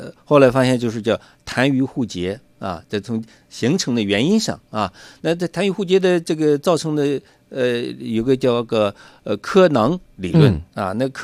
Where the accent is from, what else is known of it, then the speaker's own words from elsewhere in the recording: China; 因为我们中国人数本身就多